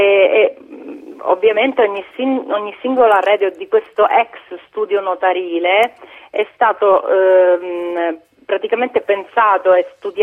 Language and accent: Italian; Sicily, Italy; le novità della mia terra partono innanzitutto dalle isole, e dalle Eolie in particolare